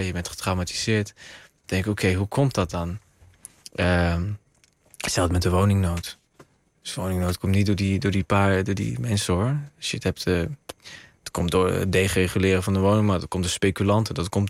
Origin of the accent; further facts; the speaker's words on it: Roosendaal, North Brabant, Netherlands; Ik kom uit Roosendaal, hè?